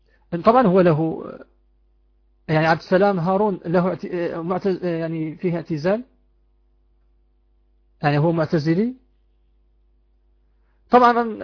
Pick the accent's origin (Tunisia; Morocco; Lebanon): Morocco; نسيت كتاب يدرس عندنا في المغرب في السنة الأولى ثانوي أو الثانية ثانوي